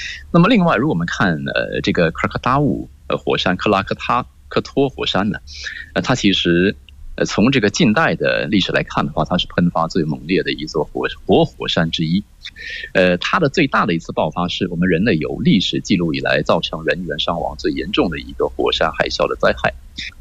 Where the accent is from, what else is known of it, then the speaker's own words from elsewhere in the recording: Indonesia; 那么完了呢，我也发现印度尼西亚，我们印度尼西亚人，他们当看到有这些年轻的孩子做这样的动作的时候